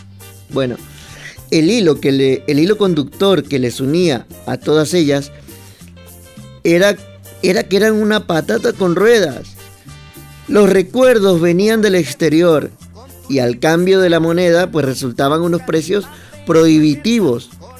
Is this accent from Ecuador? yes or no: yes; Ecuador; ahora que he vuelto, pues da gusto ver por las carreteras de mi patria chica, que es así como yo llamo a mi Ecuador